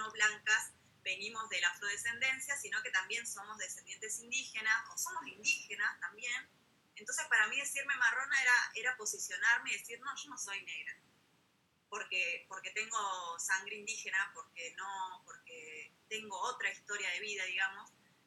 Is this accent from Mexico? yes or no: no; Peru; moved away; Yo tuve la oportunidad de volver, digamos, a mi país de origen. Soy peruana, bueno, nací en Perú, y allá era distinto, ¿no?